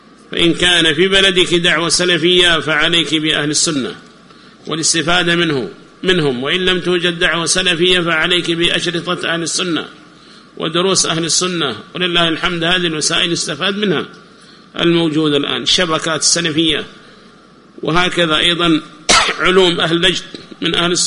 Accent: Yemen; الذين يسمون عندنا في اليمن بحزب الإصلاح

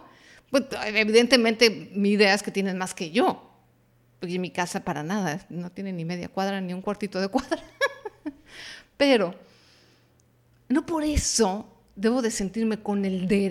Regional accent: Mexico; Habrá gente en Latinoamérica que diga, no, en mi país no somos así, adelante, qué padre, pero sé que no nada más México adolecemos de estas cuatro ideas

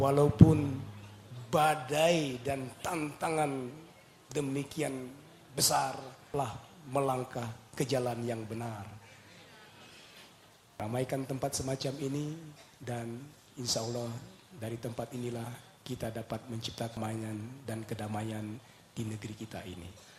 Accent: Jambi, Indonesia; Kami aslinya dari Jambi, Sumatera. Jadi bahasa Jawanya baru belajar sedikit-sedikit.

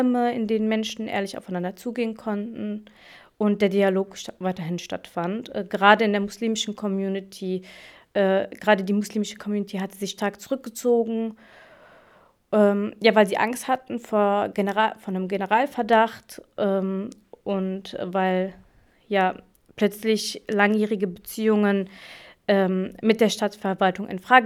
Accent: Germany; also born or lived in Morocco; zwischen meiner Heimat Deutschland und meiner Heimat Marokko. Ich sitze gewissermaßen zwischen zwei Stühlen und beide Länder sind Teil meiner Identität

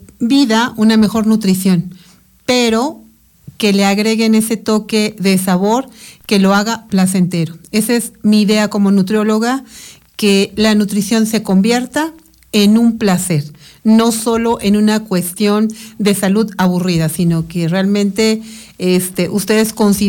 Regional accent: San Francisco Tlalcilalcalpan, State of Mexico, Mexico; Yo nací en Toluca, pero viví en San Francisco Tlalcilalcalpan, un poblado perteneciente al municipio de Almoloya de Juárez. Sin embargo, es lejano a Almoloya de Juárez este pueblito, es mucho más cercano al municipio de Sinacantepec.

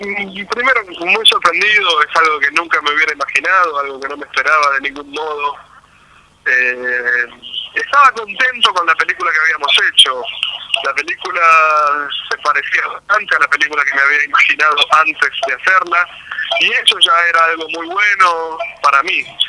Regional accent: Buenos Aires, Argentina; Yo soy de Buenos Aires

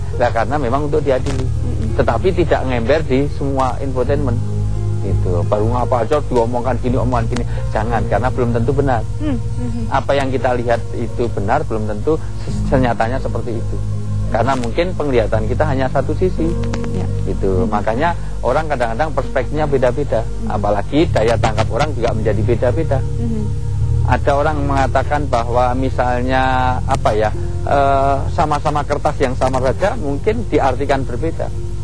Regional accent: Yogyakarta, Special Region of Yogyakarta, Indonesia; Saya dari Jogja bu.

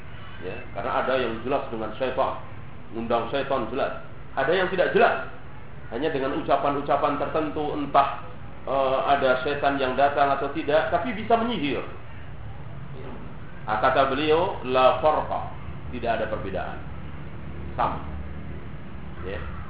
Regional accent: Java, Indonesia; Bahasa Jawa misalnya, segala apa kita orang Jawa sendiri enggak tahu.

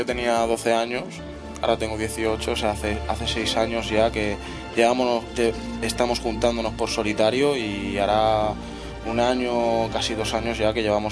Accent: Sabadell, Catalonia, Spain; yo vengo de Sabadell, ellos también, nuestro DJ es de Barbará.

